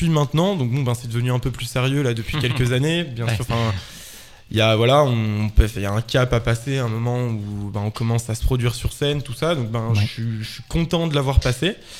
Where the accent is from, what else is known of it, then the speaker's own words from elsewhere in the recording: Auvergne-Rhône-Alpes, France; moi je viens de Haute-Savoie, donc j'ai commencé en fait à créer une association en Haute-Savoie